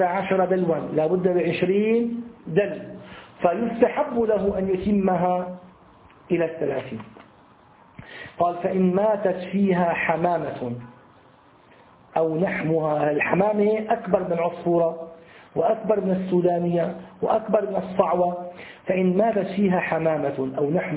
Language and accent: Arabic; Syria; أنتوا عندكم يسموه البرص، عندنا في الشام يسمى أبو بريس